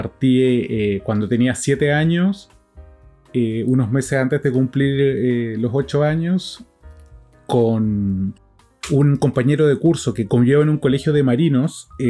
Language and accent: Spanish; Buenos Aires, Argentina; Ahora saben otra cosa más, yo soy porteño.